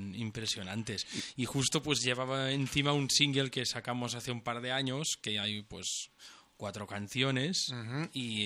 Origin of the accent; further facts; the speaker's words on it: Centelles, Catalonia, Spain; yo vengo de Centellas, de la comarca de Osona también, que estamos a 50 kilómetros de Barcelona, ¿no?